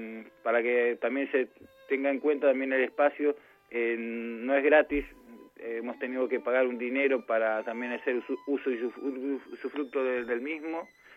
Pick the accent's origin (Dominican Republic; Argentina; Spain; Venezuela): Argentina; como argentinos que somos